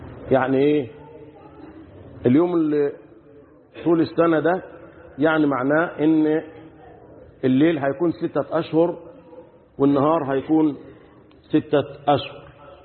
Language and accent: Arabic; Egypt; اللهم احفظ بلدنا مصر